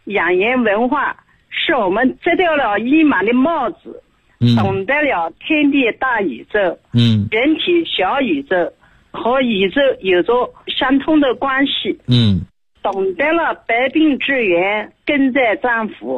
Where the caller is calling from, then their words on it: Nanjing, Jiangsu, China; 我是南京的。